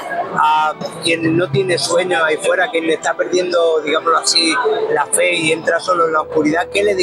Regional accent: Girona, Catalonia, Spain; Yo me voy a criar a Girona.

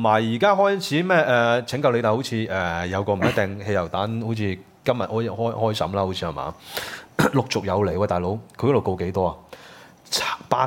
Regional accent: Hong Kong; 其實係不斷咁樣提醒我哋香港人要有嗰個警惕感

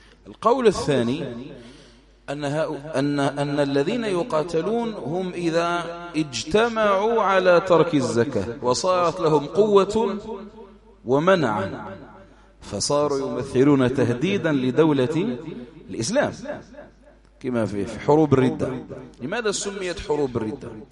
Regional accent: Algeria; حملات التنصير عندنا في الجزائر وفي غيره

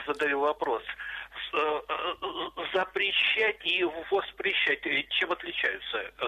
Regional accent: Torzhok, Tver Oblast, Russia; born there; начну с того, что я родился в Торжке.

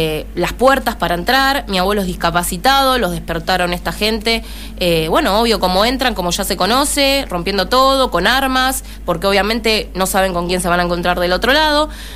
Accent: San Justo, Argentina; Nosotros somos de San Justo.

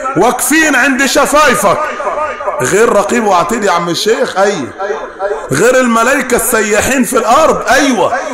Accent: Upper Egypt, Egypt; accent: Sa'idi; على رأينا هنا في الصعيد، وانا بتكلم باللهجة الصعيدية على الدوام

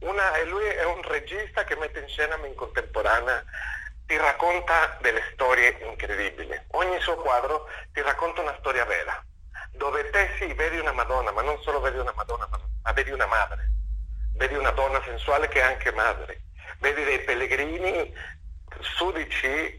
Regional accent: Mexico; Italian is a second language; io sono messicano

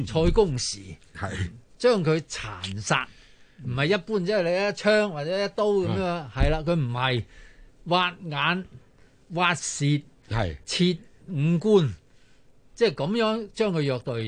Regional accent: Hong Kong; 咁我哋作為中國受害者，作為香港人受害者

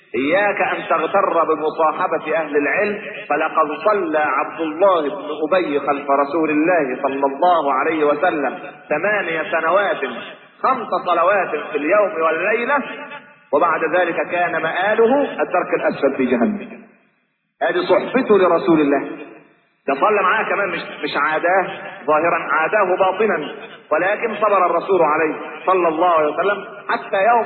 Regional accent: Egypt; لكن احنا كمصريين معتبرين العيش هو ده الايه

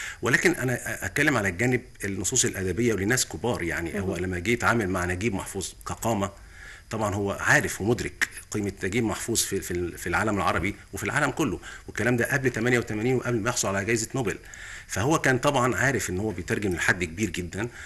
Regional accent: Egypt; الفتوه عندنا في مصر ايه؟ هل هو البلطجي؟

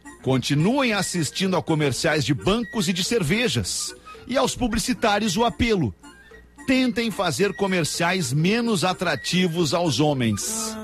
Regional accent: Canoas, Rio Grande do Sul, Brazil; sou de Canoas e estou vendendo uma geladeira.

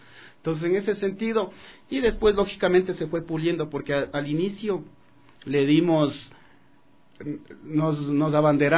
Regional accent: Riobamba, Chimborazo, Ecuador; he expuesto lógicamente en mi tierra en Riobamba

